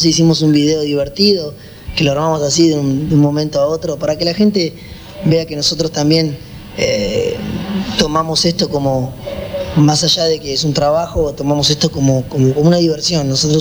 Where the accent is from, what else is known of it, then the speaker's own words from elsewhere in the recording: Argentina; todo lo que consumimos nosotros como argentinos, que el argentino es muy consumista de lo que viene de afuera